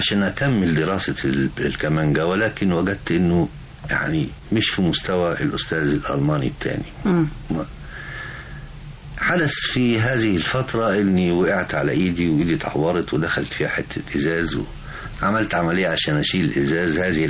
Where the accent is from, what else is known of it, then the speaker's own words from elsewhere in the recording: Egypt; قلت له انا مصري